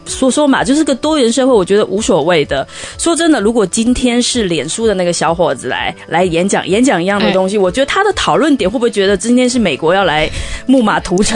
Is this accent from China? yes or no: no; Taiwan; 咱们台湾人也不是蠢的，也不是愚民嘛，